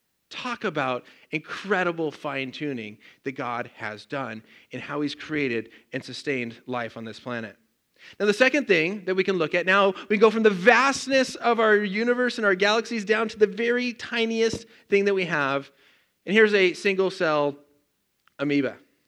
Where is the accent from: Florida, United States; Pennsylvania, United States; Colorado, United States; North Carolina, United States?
Colorado, United States; I grew up in Colorado. It's like, oh, the beach would be so nice.